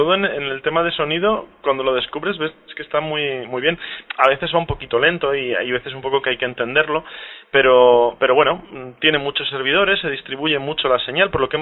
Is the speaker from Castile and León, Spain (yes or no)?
yes; Candeleda, Castile and León, Spain; Pues más o menos del centro hacia el oeste, hacia más cerca de Portugal, digamos, en la provincia de Ávila, un pueblecito que se llama Candeleda.